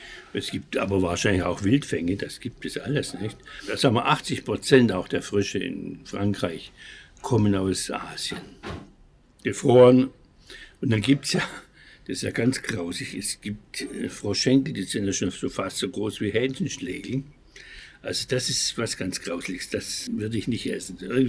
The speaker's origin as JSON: {"language": "German", "town": "Schwäbisch Gmünd", "region": "Baden-Württemberg", "country": "Germany", "said": "ich stamme aus Schwäbisch Gmünd"}